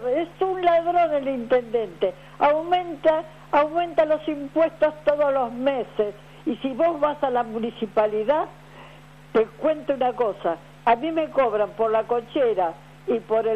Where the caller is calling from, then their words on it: Avellaneda, Buenos Aires Province, Argentina; Soy de Avellaneda